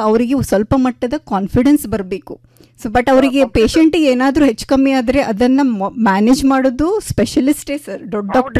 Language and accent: Kannada; Udupi, Karnataka, India; now in Dharwad, India; ನಾನು ಉಡುಪಿಯೋಳು ಸರ್, ನಾನು ಧಾರವಾಡಲ್ಲಿ ಇರೋದು.